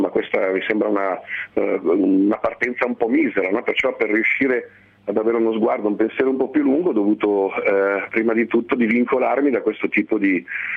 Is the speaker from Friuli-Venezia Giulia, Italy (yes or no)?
no; Milan, Lombardy, Italy; born there; Io sono nato a Milano alla metà degli anni 60, perciò però in una famiglia sottoproletaria